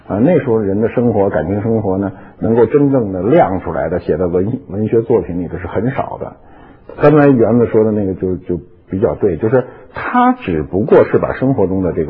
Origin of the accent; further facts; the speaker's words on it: Beijing, China; accent: Beijing; 你别看我在北京，我从小在北京长大，谁我到哪人都说你一口北京话什么的，其实我们说的这个北京话是不一样的。